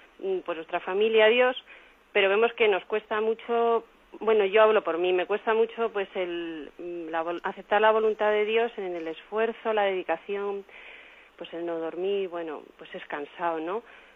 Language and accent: Spanish; Toledo, Castilla-La Mancha, Spain; de Toledo.